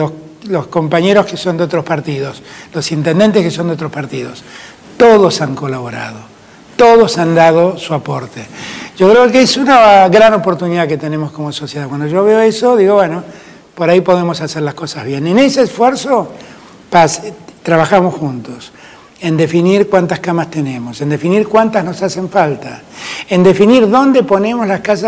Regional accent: Argentina; en mi Argentina no hay diferencias. Somos todos argentinos, argentinas, argentines

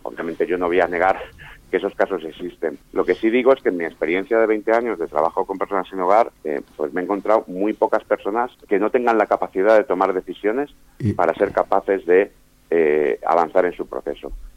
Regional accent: Madrid, Community of Madrid, Spain; born there; Yo que nací en Madrid, pero que … que es un apellido muy catalán, y con esa mezcla que tengo

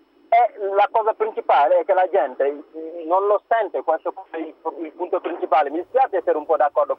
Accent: Senegal; now in Verona, Italy; sono del Senegal.

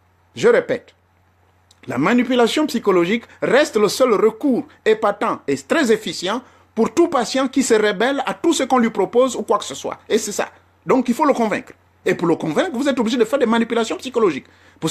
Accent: Gabon; Le bois bandé, on ne trouve ça que chez nous au Gabon là-bas.

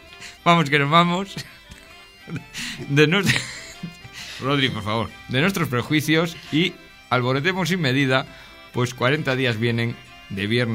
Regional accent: Luarca, Asturias, Spain; eso lo aprendí en Luarca, donde nací.

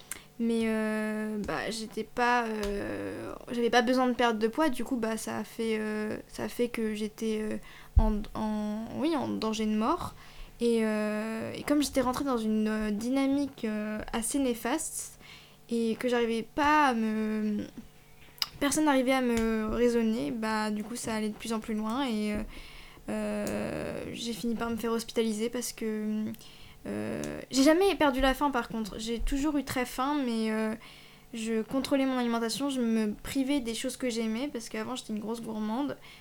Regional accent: Angers, Pays de la Loire, France; j'ai 17 ans aussi et je viens de Angers en Maine-et-Loire.

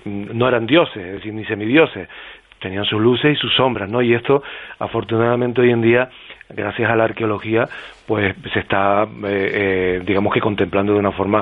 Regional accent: Canary Islands, Spain; esta noche, además, soy como embajador de Canarias, fuera de Canarias

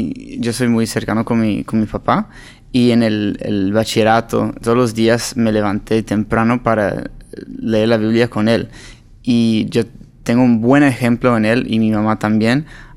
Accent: Los Angeles, California, United States; Spanish is a second language; Yo soy de Los Ángeles, California. Hijo de pastores. Ahora mi papá es director de un albergue y... Pues yo no crecí hablando español

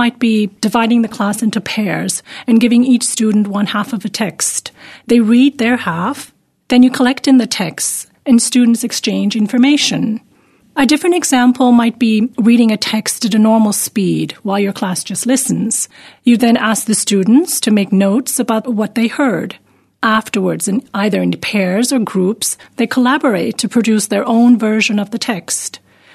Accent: Canada; now in Germany; I'm originally from Canada and have been teaching English in Germany for 21 years

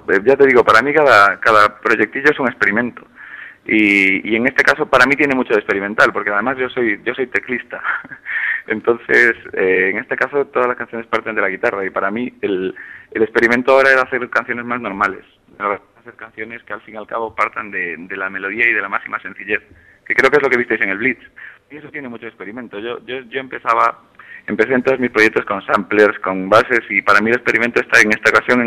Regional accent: Ourense, Galicia, Spain; A mi tierra, a Ourense, eso es. El lugar con el índice de natalidad más bajo de España.

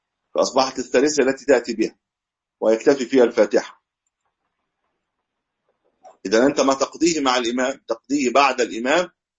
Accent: Egypt; ليست عندنا في مصر، في بعض البلاد يقيموا من غير ميكروفون

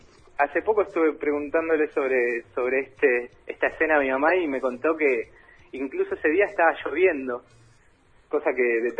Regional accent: Paraguay; now in Argentina; Que yo no soy un paraguayo muy paraguayo tampoco.

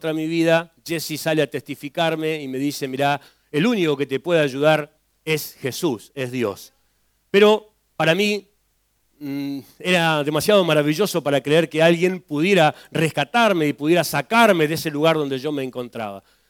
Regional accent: Santa Cruz, Argentina; mi pueblo, un pueblo conocido por muchos, el pueblo de los suicidas del fin del mundo, yo vengo de la Acera Santa Cruz. La Acera Santa Cruz es un pueblito muy chiquitito, tenía en ese tiempo unos 14.000 habitantes

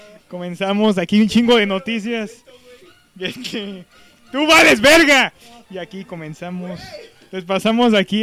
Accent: Mexico; A huevo. Como buen mexicano.

